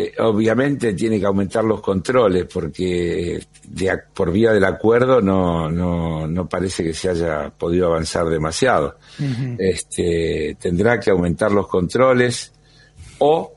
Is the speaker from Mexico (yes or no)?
no; Argentina; no puede ser que los argentinos paguemos la carne como en China o en París.